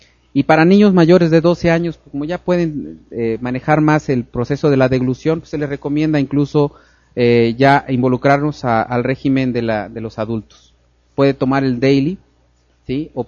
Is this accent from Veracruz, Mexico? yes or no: yes; Veracruz, Mexico; Pues sí, porque yo soy veracruzano, ¿eh?